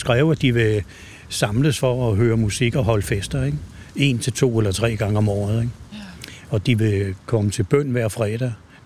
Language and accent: Danish; Ishøj, Capital Region, Denmark; Jeg kommer der fra Ishøj.